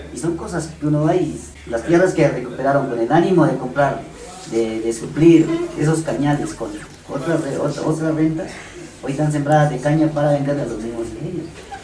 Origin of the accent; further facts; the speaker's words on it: Corinto, Cauca, Colombia; yo soy de Corinto, pase allá.